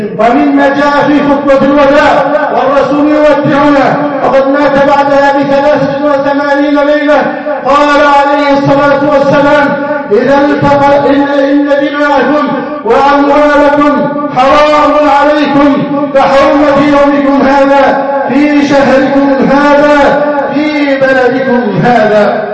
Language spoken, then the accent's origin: Arabic; Egypt; ان يحفظ بلدنا مصر